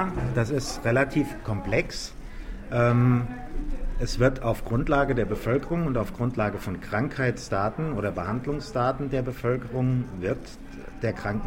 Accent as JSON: {"language": "German", "region": "Hesse", "country": "Germany", "said": "Ich komme aus Hessen"}